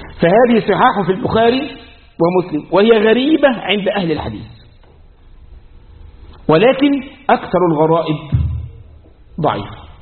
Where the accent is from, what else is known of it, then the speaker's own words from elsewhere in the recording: Egypt; احنا عندنا في مصر